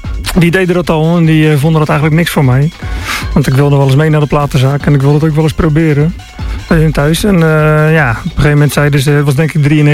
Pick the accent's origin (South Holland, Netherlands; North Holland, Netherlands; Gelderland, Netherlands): South Holland, Netherlands; Rotterdam; Ik ben echt een Rotterdammer. Ik ben opgegroeid met de hardcore scene eigenlijk in Rotterdam, denk ik.